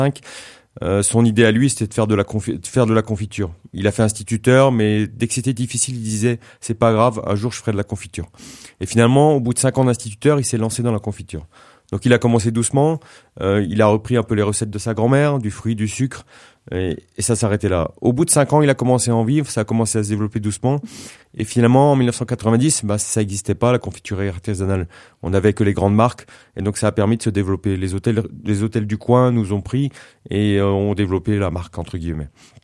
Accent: Grand Est, France; je viens d'Alsace. Alors, tout d'abord, le Climont. Le Climont, c'est quoi? C'est une montagne entre Saint-Dié et Célestat. Voilà. C'est côté versant alsacien des Vosges. Bon, on est dans le Grand Est.

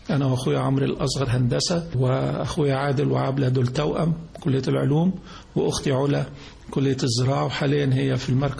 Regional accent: Giza, Giza Governorate, Egypt; born there; انا اتولدت في الجيزه، والدي ووالدتي من المنصوره، ميلادي كان في شارع الجيزه اللي هو في شارع اللي في الجامعه، حيث ان والدي كان استاذ في الجامعه، وانا تقريبا عندي 4-5 سنين انتقلنا لمساكن هيئه التدريس

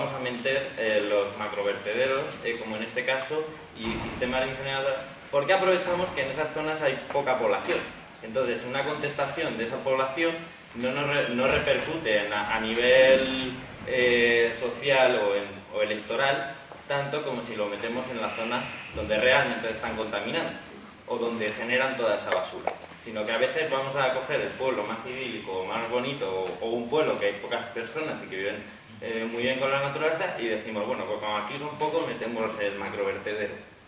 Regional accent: Community of Madrid, Spain; bueno, soy del sureste de Madrid, una zona que para la gente que no sea, pues de allí, pues una zona de Vegas y que está, digamos, entre la Nacional 2 y la Nacional 3.

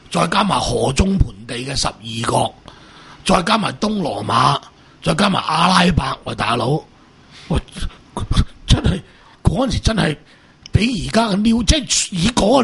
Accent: Macau; 叻过我哋澳门人咯

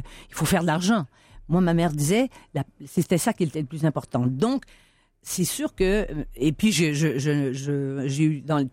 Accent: Quebec, Canada; accent: joual; first language joual; parce que je viens pas de ce monde-là. Et ma première langue, c'était le joual.

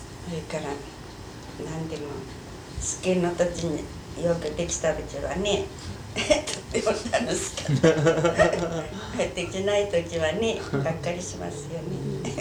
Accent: Miyagi, Japan; born there; 宮城県東田区。仙台ご存知ですか。

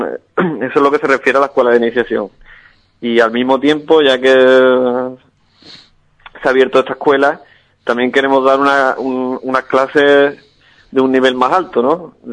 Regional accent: Alcalá, Andalusia, Spain; porque es la que me inculcaron desde pequeño en mi pueblo, ¿no? Alcalá tiene una tradición ajedrecística.

